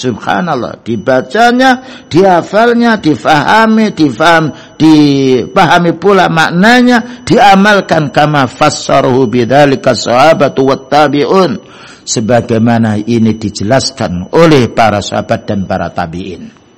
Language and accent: Indonesian; Java, Indonesia; Karena kita ini bukan orang Arab, wong Jawa, bahasa Indonesia.